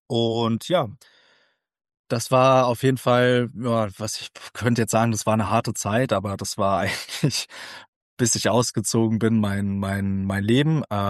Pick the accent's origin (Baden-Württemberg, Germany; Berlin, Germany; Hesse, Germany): Hesse, Germany; 1995 in Dieburg, das ist bei Darmstadt, und dementsprechend wisst ihr jetzt auch, wo ich aufgewachsen bin und herkomme, und zwar im schönen Südhessen, direkt vor den Toren Darmstadts. Da habe ich meine meiste Zeit verbracht.